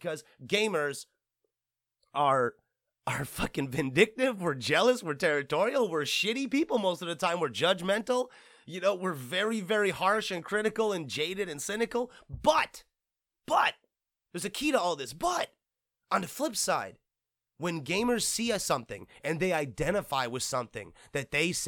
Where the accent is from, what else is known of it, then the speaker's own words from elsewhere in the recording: Flint, Michigan, United States; Okay, and for the record, I'm technically from Michigan. Okay, technically I'm from fucking Flint.